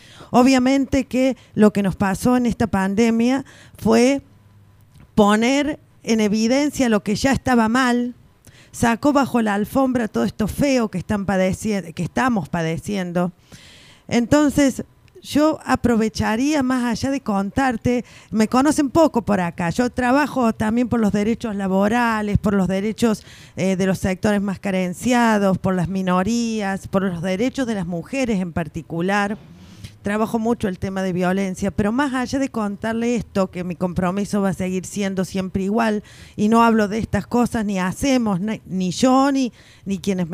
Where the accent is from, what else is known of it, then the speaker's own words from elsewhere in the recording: Río Cuarto, Córdoba, Argentina; soy de Río Cuarto, el sur.